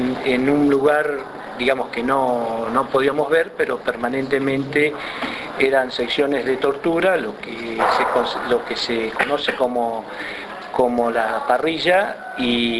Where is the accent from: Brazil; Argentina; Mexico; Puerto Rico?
Argentina; Las Flores, Buenos Aires Province; yo soy de Las Flores